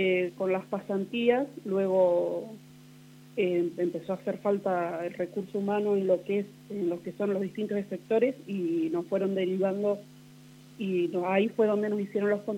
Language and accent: Spanish; Villa Massa, Buenos Aires Province, Argentina; moved away as an adult; now in Santa Rosa, Argentina; Yo tengo 36 años. Soy oriunda de la provincia de Buenos Aires, de Villa Massa. Y me vine a Santa Rosa, porque estoy en pareja